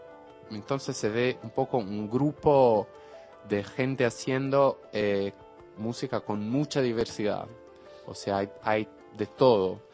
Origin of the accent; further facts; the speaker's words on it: São Paulo, Brazil; Soy de San Pablo